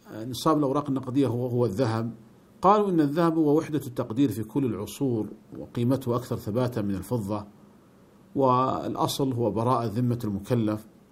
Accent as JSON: {"language": "Arabic", "country": "Saudi Arabia", "said": "فمثلا عندنا في المملكة العربية السعودية كان الريال يكتب عليه قديما"}